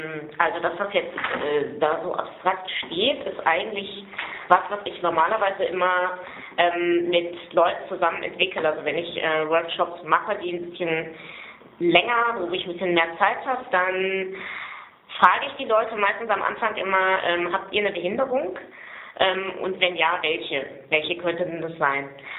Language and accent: German; Berlin, Germany; weil ich komme aus Berlin und fahre heute auf Wiedersehen zurück